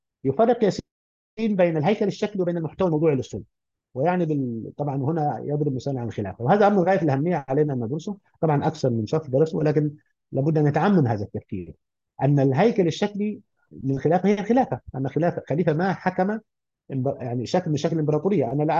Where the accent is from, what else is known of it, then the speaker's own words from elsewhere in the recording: Upper Egypt, Egypt; انا رجل من الصعيد واعي تركيبه البيئه الصعيديه